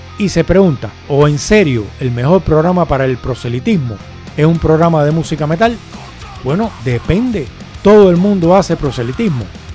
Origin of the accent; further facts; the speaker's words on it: Cuba; Y yo soy cubano. En Cuba hay epidemias y hay montones de muertes.